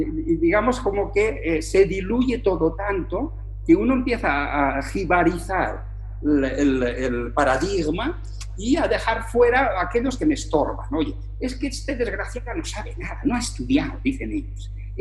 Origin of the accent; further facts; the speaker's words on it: Valencia, Valencian Community, Spain; Y hay dos casos en mi tierra, en Valencia, donde eso se da.